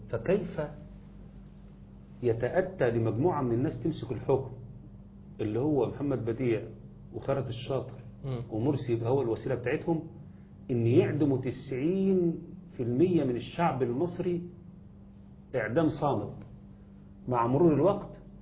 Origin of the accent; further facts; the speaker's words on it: Egypt; انا حقي كمصري بغض النظر عن كوني بقى راجل ملتزم